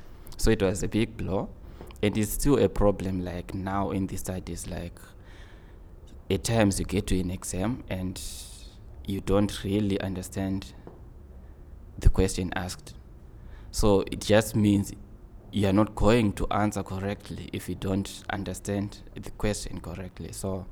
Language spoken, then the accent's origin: English; Zimbabwe; I come from Zimbabwe, in the southern part of Africa.